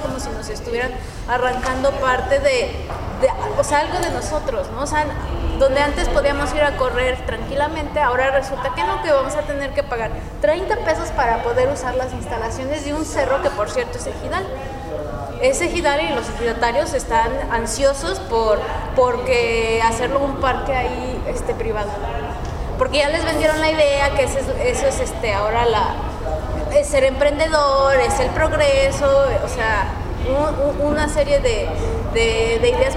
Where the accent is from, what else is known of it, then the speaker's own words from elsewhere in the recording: State of Mexico, Mexico; aun cuando yo vengo del Estado de México y que podríamos llamarlo como una zona metropolitana o megalópolis